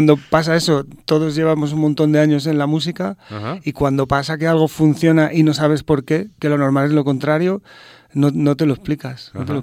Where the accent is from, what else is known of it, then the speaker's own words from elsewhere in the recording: Madrid, Community of Madrid, Spain; now in Miraflores de la Sierra, Spain; yo soy de Hortaleza de toda la vida, ahora vivo en Miraflores de la Sierra, pero yo me considero hortalino, vamos, eso va a ser así siempre.